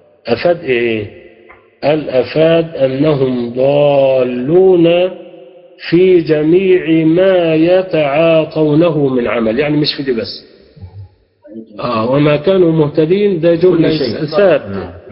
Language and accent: Arabic; Egypt; زي ما بنقول عندنا في مصر اتغلبت